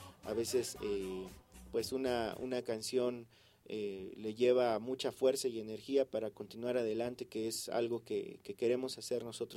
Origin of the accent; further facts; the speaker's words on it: Mexico; somos los mexicanos que aparecimos ahí